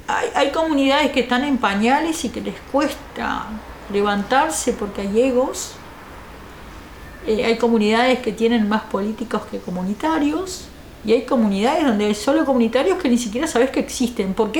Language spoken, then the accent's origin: Spanish; Canelones, Uruguay; porque soy de Canelones, entonces me corresponde allá.